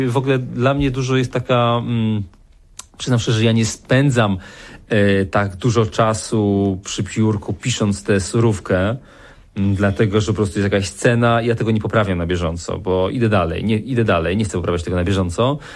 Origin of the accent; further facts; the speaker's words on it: Beskids, Poland; Tak, trochę te góry. No ja się wychowałem w tych górach, więc to jest mi bardzo bliskie.